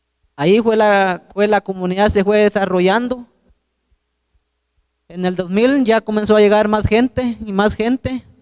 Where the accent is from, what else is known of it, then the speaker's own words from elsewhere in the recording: Guatemala; somos legítimos guatemaltecos